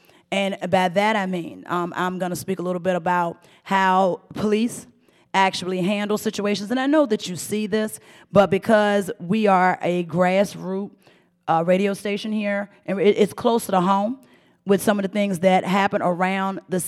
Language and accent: English; United States; born there; because I was born in Blackwell Project, 17th Street.